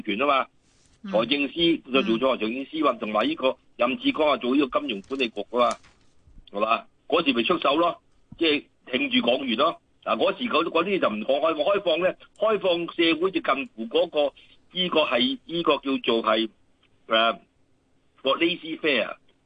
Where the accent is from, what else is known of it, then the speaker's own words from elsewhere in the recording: Hong Kong; 就系直接冲住我哋香港人嚟讲嘅